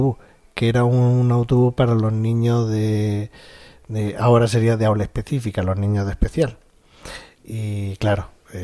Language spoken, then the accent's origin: Spanish; Spain; los americanos piensan que los españoles somos mexicanos